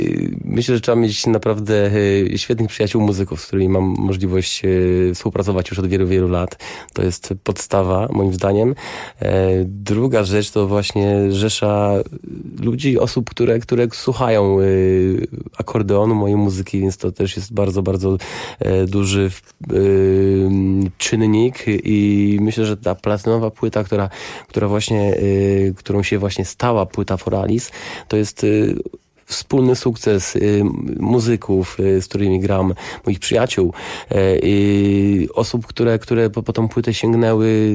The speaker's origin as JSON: {"language": "Polish", "town": "Jelenia Góra", "region": "Lower Silesian Voivodeship", "country": "Poland", "tie": "born or raised there", "said": "to jest moje rodzinne miasto Jelenia Góra. Teraz już mieszkam na Śląsku w Katowicach od 15-16 lat"}